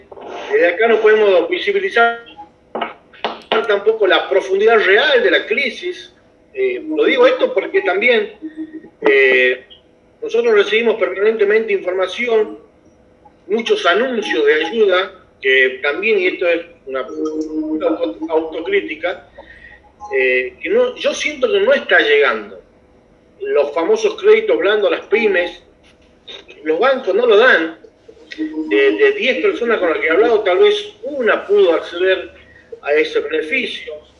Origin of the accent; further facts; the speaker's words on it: Jujuy, Argentina; mucho más nos quejamos los que somos del interior, donde muchos de los que somos de Libertador y San Pedro de Jujuy no hemos recibido